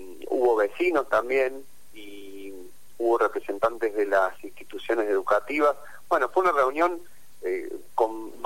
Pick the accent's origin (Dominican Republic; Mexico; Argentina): Argentina; que nos enorgullece como argentinos